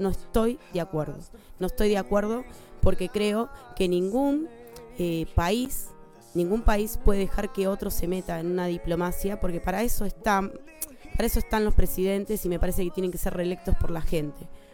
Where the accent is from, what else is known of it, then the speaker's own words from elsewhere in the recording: Argentina; simplemente soy una argentina viéndolos de afuera